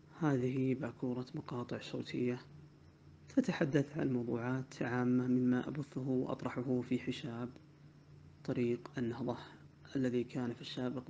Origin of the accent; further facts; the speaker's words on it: Saudi Arabia; لا شك أننا كسعوديين وعرب ومسلمين لنا ثقافة قديمة